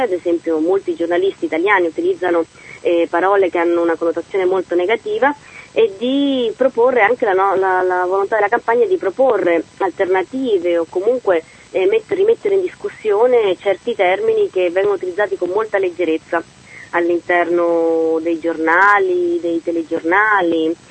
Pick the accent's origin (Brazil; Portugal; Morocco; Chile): Chile; Italian is a second language; nel mio caso, che sono cilena, non posso per legge fare il direttore responsabile